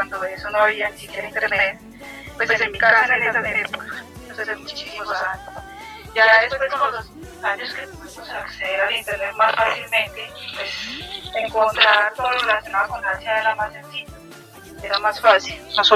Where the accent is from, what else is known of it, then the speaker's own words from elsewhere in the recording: Colombia; soy de Colombia.